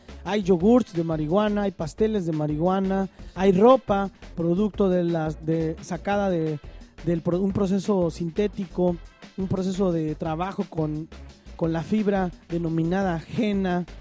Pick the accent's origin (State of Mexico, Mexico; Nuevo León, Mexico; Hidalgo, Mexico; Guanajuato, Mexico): State of Mexico, Mexico; Quienes crecimos en el Estado de México sabemos perfectamente qué significa el Grupo Tlacomulco